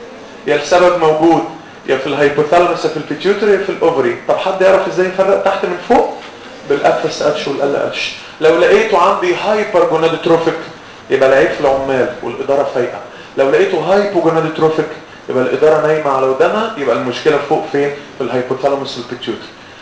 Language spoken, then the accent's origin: Arabic; Egypt; قلت له يلا انا مصري يلا احنا الفهلاوي